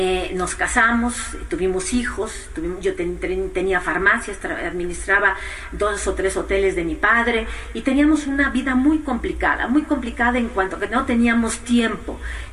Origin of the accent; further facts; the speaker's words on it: Spain; born there; yo nací en España